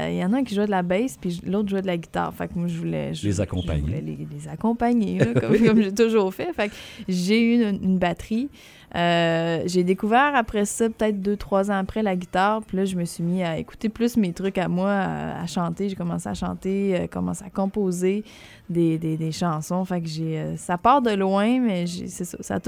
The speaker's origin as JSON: {"language": "French", "town": "Sainte-Françoise", "region": "Quebec", "country": "Canada", "said": "Ben je viens pas si loin d'ici. Je viens de Sainte-Françoise-de-Lobinière."}